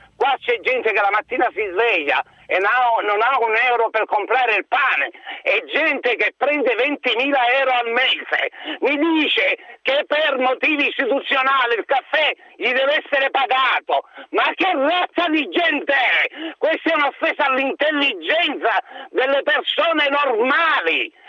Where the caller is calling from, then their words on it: Palermo, Sicily, Italy; io chiamo da Palermo, quindi sono siciliano come Cracolici